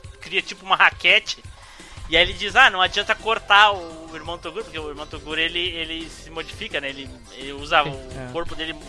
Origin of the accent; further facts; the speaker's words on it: Rio Grande do Sul, Brazil; E aqui no Sul, era, eu sou gaúcho.